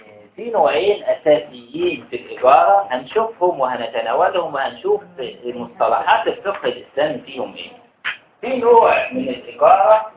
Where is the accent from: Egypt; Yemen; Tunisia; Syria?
Egypt; على الوقت اللي موجود عندنا في مصر بالذات